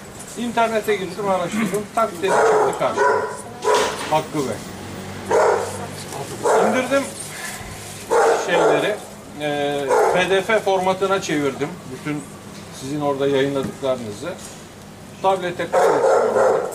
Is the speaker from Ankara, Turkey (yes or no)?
no; İzmir, Turkey; Doğma, büyüme, yaşlanma, İzmirliyim.